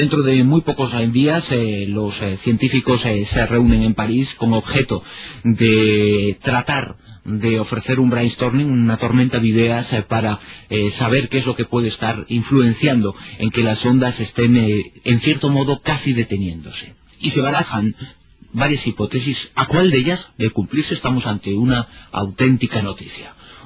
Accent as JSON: {"language": "Spanish", "region": "Galicia", "country": "Spain", "said": "soy gallego del norte y del sur."}